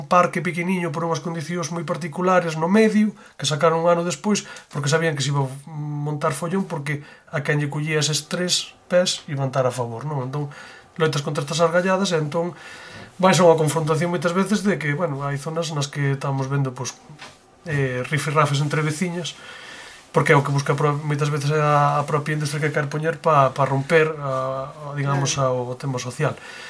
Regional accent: A Pontenova, Galicia, Spain; Bueno, eu veño do Concello de Pontenova.

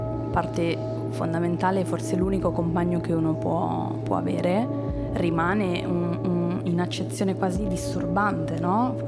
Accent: Milan, Lombardy, Italy; Poi sicuramente noi siamo di Milano

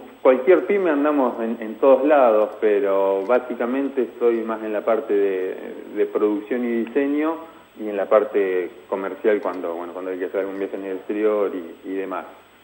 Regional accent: Argentina; prácticamente a nosotros mismos como argentinos no nos cuesta porque estamos a mismo precio

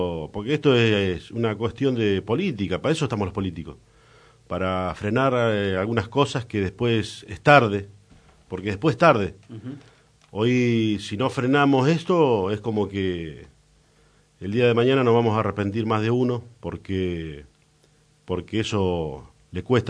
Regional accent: Moreno, Buenos Aires Province, Argentina; born there; also born or lived in Tierra del Fuego; prácticamente nacimos en Moreno. Más allá que yo estuve ausente porque viví muchos años en Tierra del Fuego. Ajá. Entonces, pero hoy, bueno, estoy acá, hace 8 años que estoy de vuelta en Cruce Castelar, Parque Trujuy

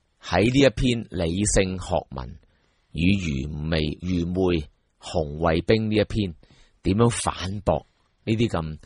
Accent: Hong Kong

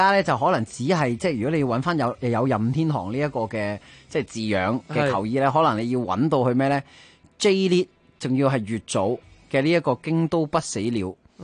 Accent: Hong Kong; 咁、但係當然亦都即係作為香港人，咁啊亦都對於中文字咧係特別敏感嘅。

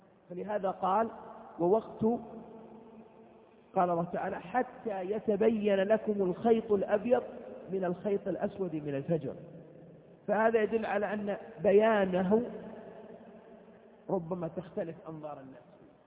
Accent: Saudi Arabia; بعض البلاد العربية القريبة من بلادنا المملكة العربية السعودية

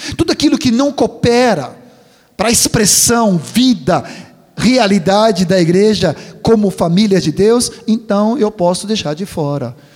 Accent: Sweden; now in Brazil; como eu vim da Suécia, ainda sou sueco, mas eu não sou mais estrangeiro, eu sou brasileiro, sou gaúcho

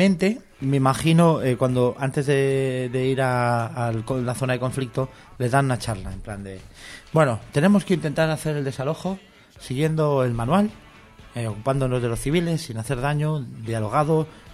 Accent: Catalonia, Spain; Yo lo digo como catalán.

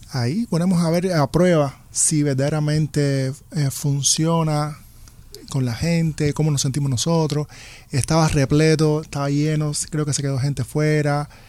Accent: Cuba; yo vengo de Cuba, donde es natural bailar.

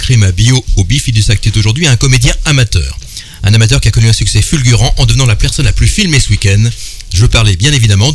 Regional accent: Paris, Île-de-France, France; Oui, je suis parisien.

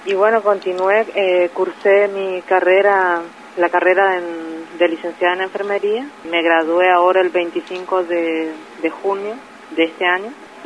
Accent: Pampa del Indio, Chaco, Argentina; nosotros somos de Pampa del Indio

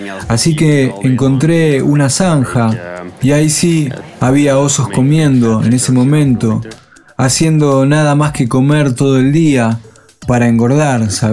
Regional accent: Belgium; Yo vengo de Bélgica y no acostumbro a hacer esta especie de largos viajes en tren.

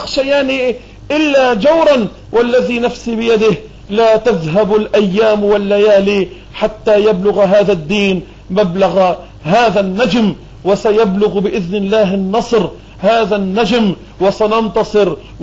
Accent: Beirut, Beirut Governorate, Lebanon; لكني 100% ما عندي ولا أي شرش فلسطيني، ولكني أتحدث عن القدس وعن فلسطين أكثر مما أتحدث عن بيروت اللي هي مدينتي وعن لبنان اللي هو بلدي

